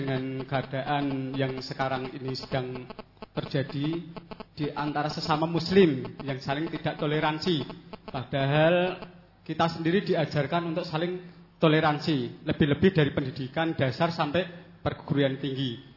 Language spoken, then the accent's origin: Indonesian; Basongan, Lampung, Indonesia; saya berasal dari Basongan, Kecamatan Pagardiwa, Lampung Barat.